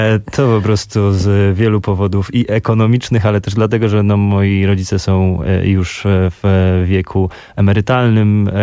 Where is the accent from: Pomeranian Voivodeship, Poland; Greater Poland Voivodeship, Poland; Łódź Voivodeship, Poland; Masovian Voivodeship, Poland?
Masovian Voivodeship, Poland; Radom; Podstawowy jest taki, że ja spod Radomia się wywodzę. Jestem rodowitym mazowszaninem